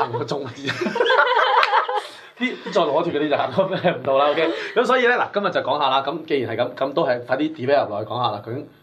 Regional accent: Hong Kong; 我哋香港人係 suppose 當咗係打嘅啦，

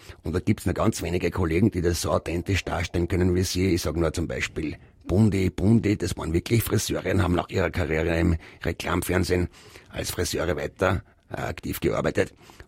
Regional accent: Graz, Styria, Austria; born there; moved away as an adult; now in Vienna, Austria; Ich bin gebürtiger Grazer, bin als junger Mann nach Wien gekommen und habe Post studiert.

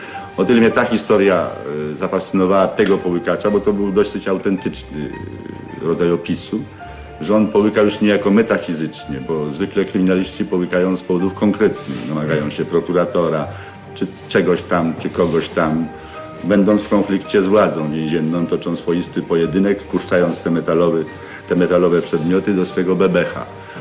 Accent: Włochy, Masovian Voivodeship, Poland; Mnie pomogło to, że ja się urodziłem na przedmieściu. Mieszkałem w małym miasteczku też podwarszawskim, które się nazywa i jest do tej pory Włochy. A to była przedmiejska dzielnica.

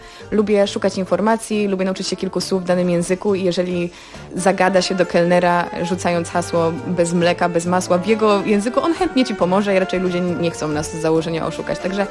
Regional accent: Łódź, Łódź Voivodeship, Poland; moved away as an adult; also born or lived in Edinburgh, United Kingdom; Ja wychowałam się w Łodzi. Mieszkałam tam aż do końca liceum i rozpoczęłam studia na Uniwersytecie w Edynburgu w Szkocji. Tam mieszkałam przez 2 lata

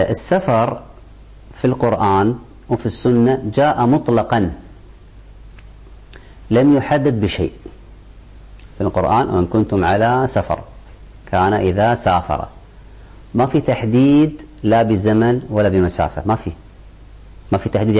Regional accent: Kuwait; عندنا في الكويت، الكويت صغيرة كل حدودها داخل الحضر

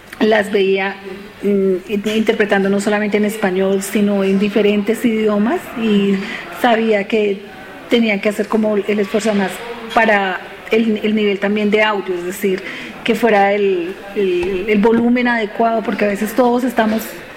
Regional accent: Colombia; soy de Colombia

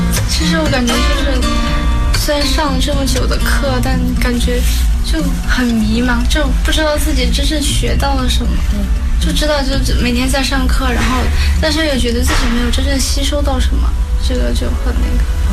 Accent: Wuxi, Jiangsu, China; now in Beijing, China; 我是江苏无锡的。

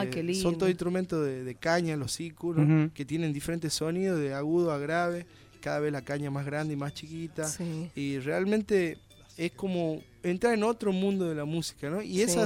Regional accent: Jujuy, Argentina; conocer la poesía de mi tierra, de Jujuy.

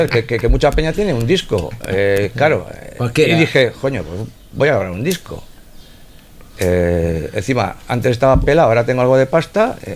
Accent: Bilbao, Basque Country, Spain; Yo no tengo pueblo, yo soy de Bilbao.

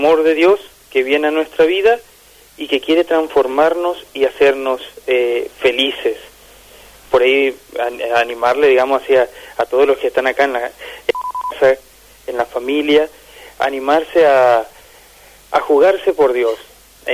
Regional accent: Formosa, Argentina; mi parroquia de origen, ahí que yo soy de Formosa, de la parroquia Virgen del Rosario.

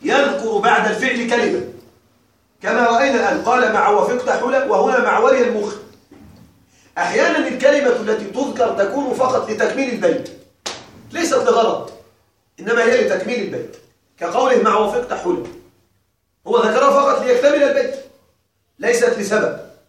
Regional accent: Egypt; عندنا في مصر أكلة مشهورة جدا تسمى الكوارع

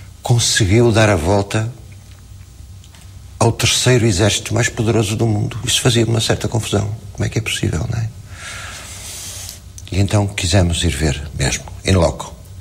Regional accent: Portugal; Mas, digamos, não por facto de ser português.

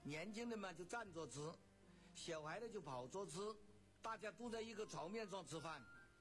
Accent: Nanchang, Jiangxi, China; 我的家乡是江西南昌进贤西湖李家，

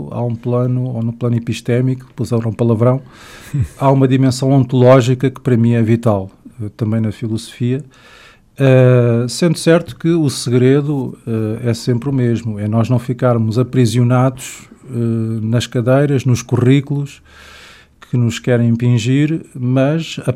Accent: Lisbon, Portugal; born there; tenho 45 anos, nasci em Lisboa, onde depois me vim a formar na área da filosofia

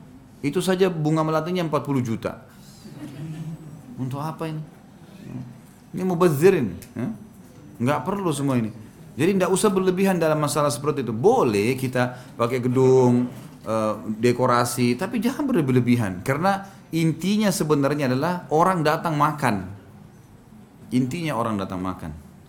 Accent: Makassar, South Sulawesi, Indonesia; Saya orang Makassar.

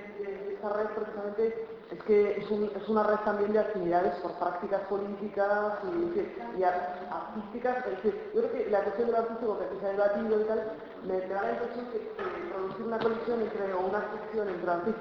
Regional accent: Burgos, Castile and León, Spain; born there; yo nací en Burgos

